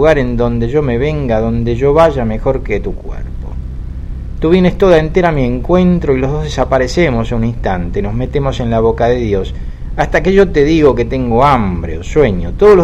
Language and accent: Spanish; Argentina; Se nota que soy argentino, se nota.